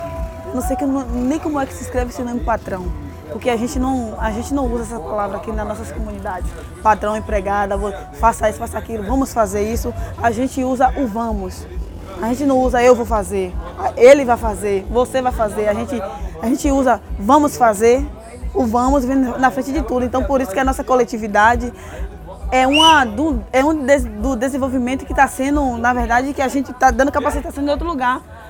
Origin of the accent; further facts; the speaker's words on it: Bahia, Brazil; sou daqui do Quilombo do Caonge, comunidade quilombola, comunidade ancestral, comunidade de matriz africana, tenho 30 anos.